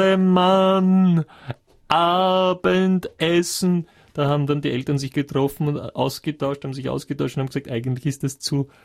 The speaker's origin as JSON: {"language": "German", "region": "Vienna", "country": "Austria", "said": "Ich bin ja aus Wien, bin aus Währing, wie Sie richtig gesagt haben, ja. Also 18. Bezirk, ziemlich lässig eigentlich, von Immobilienpreise her. Und ich kenne Wien"}